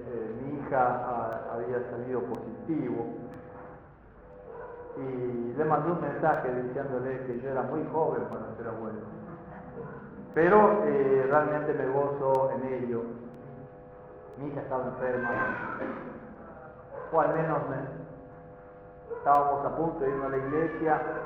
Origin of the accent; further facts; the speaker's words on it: Paraguay; estando en mi país, en Paraguay